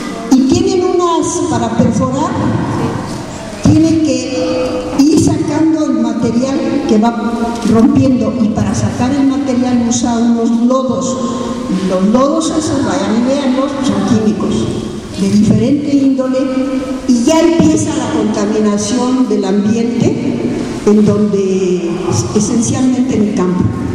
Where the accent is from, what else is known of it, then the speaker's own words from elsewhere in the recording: Mexico City, Mexico; now in Atotonilco, Mexico; Los que vinimos de México, Distrito Federal, a San Miguel Allende y aquí a Totonilco, vimos la modernización salvaje de Querétaro.